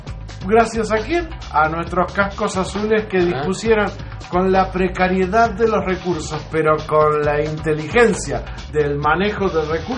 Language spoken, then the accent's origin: Spanish; Uruguay; Duele como uruguayo.